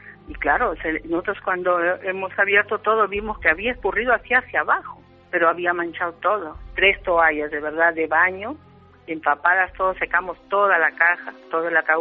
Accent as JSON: {"language": "Spanish", "country": "Peru", "said": "nosotros somos del Perú, aunque descendientes de vascos"}